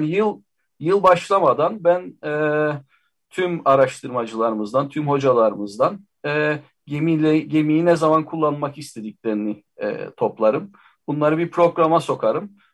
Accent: Cyprus; Ben bir adalıyım, Kıbrıslıyım. Denizin içinde doğduk denebilir aslında.

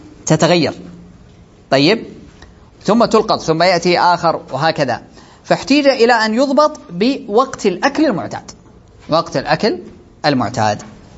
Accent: Saudi Arabia; هذه عندنا في السعودية نأخذها من فوق

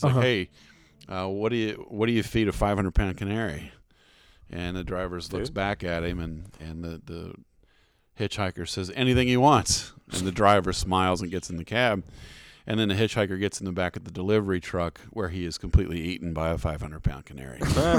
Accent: Missouri, United States; My little hometown in Southeast Missouri.

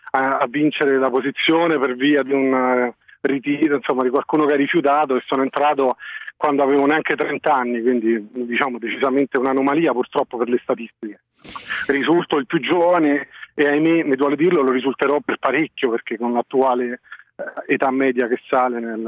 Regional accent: Rome, Lazio, Italy; now in Bologna, Italy; Io sono di Roma e adesso lavoro a Bologna.

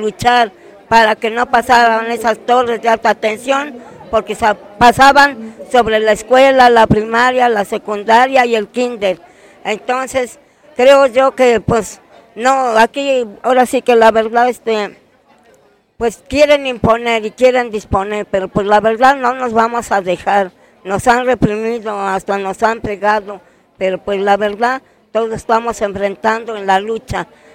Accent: Santa María Zacatepec, Oaxaca, Mexico; nosotros somos de Pueblos Unidos, yo soy del municipio de Santa María Zacatepec.

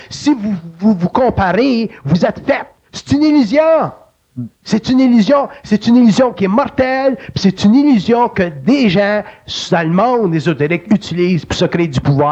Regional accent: Quebec, Canada; Puis on est des Québécois

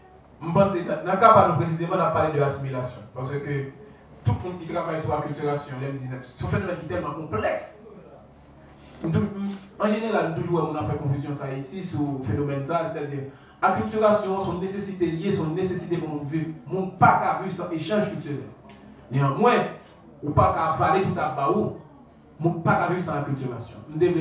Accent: Haiti; c'est pas parce que je suis haïtien.

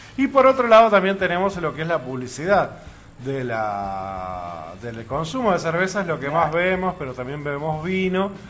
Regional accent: Uruguay; porque nos compromete como uruguayos.

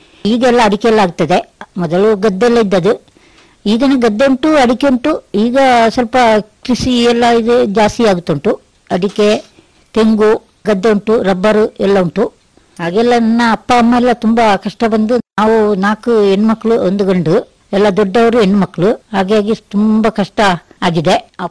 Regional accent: Uppinangady, Karnataka, India; moved away as an adult; now in Madikeri, India; ನಾನು ಹುಟ್ಟಿದ್ದು ಕನ್ನಡ ಜಿಲ್ಲೆ ಉಪ್ಪಿನಂಗಡಿ, ಅಲ್ಲಿ ಹುಟ್ಟಿದ್ದು, ಅಲ್ಲಿಂದ ಅಲ್ಲಿ ಬೆಳೆದು ಇದಾಗಿ ನಾವು ಇಲ್ಲಿ ಮಡಿಕೇರಿಗೆ ಮದುವೆ ಆಗಿದ್ದು. ಮದುವೆಯಾಗಿ ಇಲ್ಲಿ ಈಗ ಒಂದು 10 ವರ್ಷ ಆಯ್ತು ಮದುವೆಯಾಗಿ.

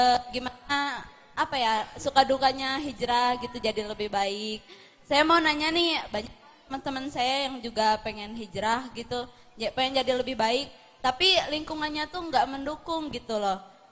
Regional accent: Banten, Indonesia; Saya orang Banten.

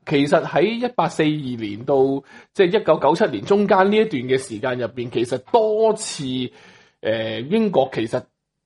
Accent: Hong Kong; 佢哋点样形容我哋香港人？即系嗱，我都好承认，就系我已经我比我爸爸嗰代嘅英文差咗啦。

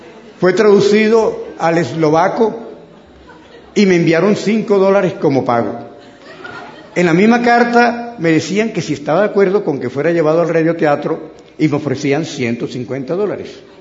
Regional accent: Santa Marta, Magdalena, Colombia; No ocurría así en mi infancia y adolescencia en Santa Marta.

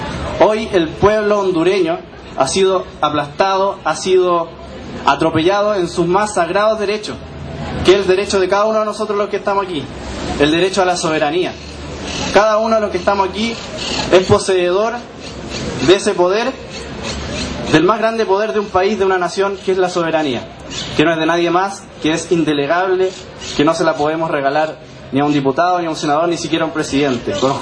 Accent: Ñuñoa, Santiago Metropolitan Region, Chile; Yo soy oriundo de acá, yo nací acá en Ñuñoa

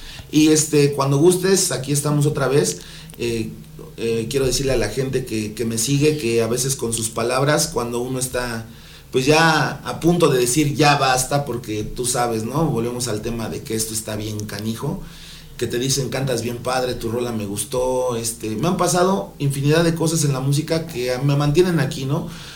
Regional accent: Amecameca, State of Mexico, Mexico; Nada más fui a nacer al extinto DF y me regresaron a mi pueblo.

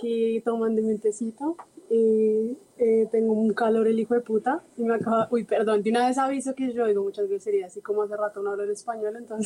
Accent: Bogotá, Colombia; yo nací en Bogotá hace 25 años, me crié en Bogotá, pero toda mi familia es de los Santanderes

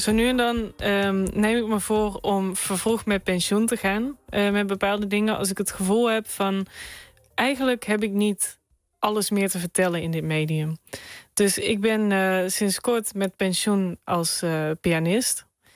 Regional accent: North Brabant, Netherlands; ik ben een Brabander in hart en nieren. En ja, sinds kort ook Belg, sinds een jaar.

